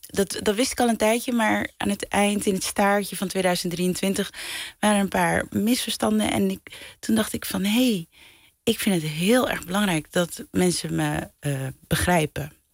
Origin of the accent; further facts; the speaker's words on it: Netherlands; ik ben in Nederland opgegroeid, dus ik sta met één been in het Caribisch gebied en met één been in Nederland.